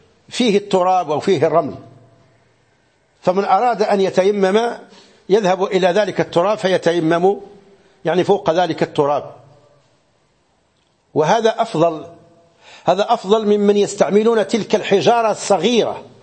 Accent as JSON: {"language": "Arabic", "country": "Morocco", "said": "في بعض المناطق عندنا في المغرب"}